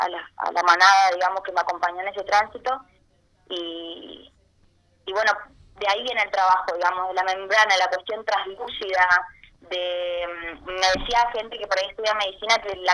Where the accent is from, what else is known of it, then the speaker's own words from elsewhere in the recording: Chaco, Argentina; soy chaqueña, soy estudiante de arte escénico